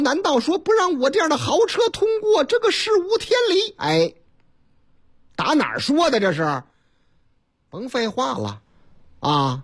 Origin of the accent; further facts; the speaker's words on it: Chongqing, China; 我老家三城重庆渝北区有个菜市场